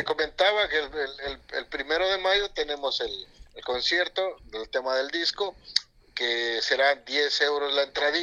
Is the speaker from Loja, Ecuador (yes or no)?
yes; Catamayo, Loja, Ecuador; Esa es la bandera de mi cantón, de mi pueblo, donde yo vengo, que, ajá, es Catamayo